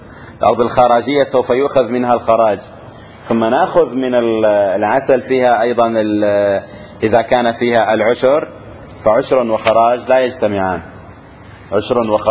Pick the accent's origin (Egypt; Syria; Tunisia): Syria; عندنا في الشام بالعامية شو بيقول له